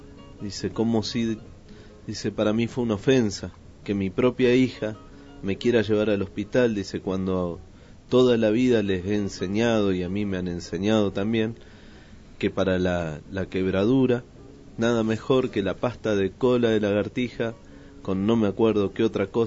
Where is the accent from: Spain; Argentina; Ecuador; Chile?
Argentina; Yo no soy gringo. Soy argentino, de acá, al ladito nomás.